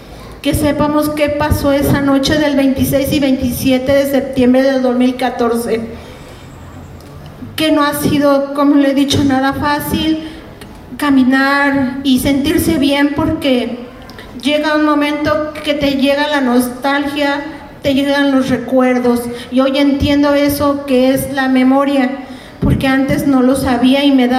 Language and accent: Spanish; Huamantla, Tlaxcala, Mexico; somos originarios de Huamantla, Tlaxcala